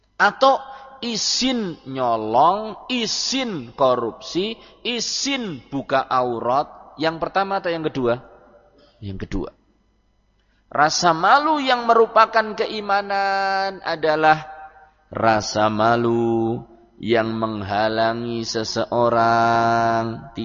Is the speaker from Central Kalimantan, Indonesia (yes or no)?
no; Prembun, Central Java, Indonesia; Kita punya kenalan di daerah Prembun, desa saya.